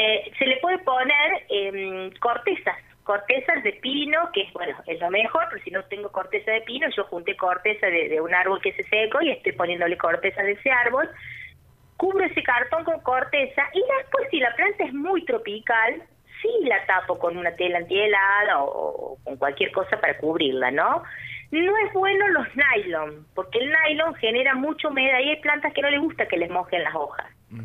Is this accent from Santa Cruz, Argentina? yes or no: no; Unquillo, Córdoba, Argentina; Sí, yo tengo un vivero aquí en Unquillo, yo soy de Unquillo